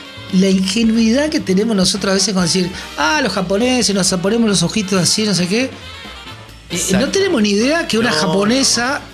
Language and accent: Spanish; Uruguay; Somos uruguayos, pero somos orientales.